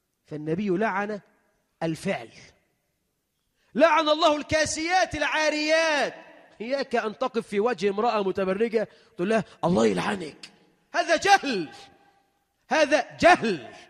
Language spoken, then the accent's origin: Arabic; Egypt; اللهم اجعل بلدنا مصر أمنا أمانا، رخاء سخاء